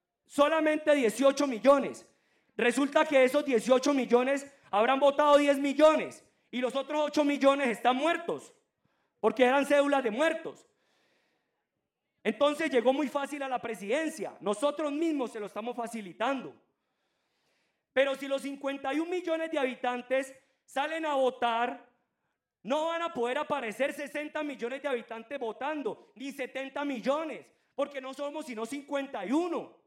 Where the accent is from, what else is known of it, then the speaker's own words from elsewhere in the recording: Colombia; Nosotros aquí los colombianos nos da pereza